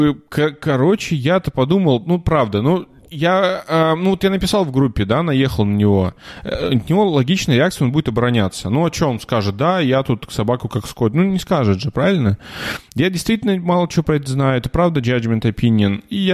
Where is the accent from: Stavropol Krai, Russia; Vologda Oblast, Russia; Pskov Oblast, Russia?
Vologda Oblast, Russia; Cherepovets; now in Germany; я ж парень из Череповца